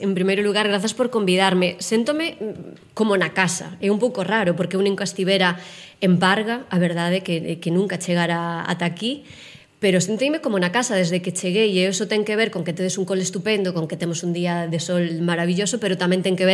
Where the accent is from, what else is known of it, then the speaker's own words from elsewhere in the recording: Melide, Galicia, Spain; also born or lived in Vitoria; Eu nacín no País Vasco, nacín en Vitoria, así que ata os 6 anos fun ali o cole, e despois os meus pais volveron, por sorte, para Galicia, así que eu xa pasei a miña infancia e a miña adolescencia nun pobo pequeno